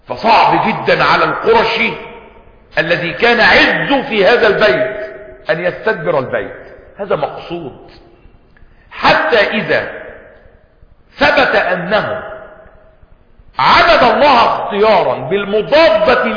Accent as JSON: {"language": "Arabic", "country": "Egypt", "tie": "born there", "said": "خلقت في مصر ولم أخلق في مكة،"}